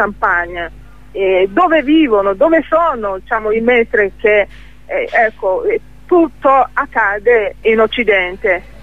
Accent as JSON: {"language": "Italian", "country": "Nigeria", "second_language": "Italian", "said": "come io sono uno di quelle, diciamo, di sua origine, sei in grado di proteggermi sia in Nigeria sia anche fuori dalla Nigeria."}